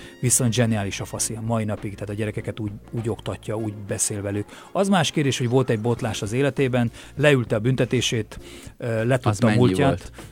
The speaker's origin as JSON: {"language": "Hungarian", "region": "Transylvania", "country": "Romania", "said": "hogy magyar vagyok, de mégse vagyok magyar, Erdélyben bozgor voltam, tehát hazátlan volt"}